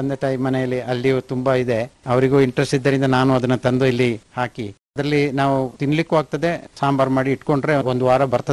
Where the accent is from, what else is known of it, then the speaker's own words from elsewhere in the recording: Palibetta, Karnataka, India; Polibetta.